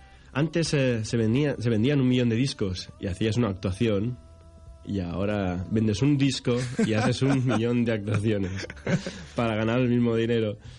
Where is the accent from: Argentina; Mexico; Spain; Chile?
Spain; Sueca, Valencian Community; Soy de Sueca y resido en Sueca, sí.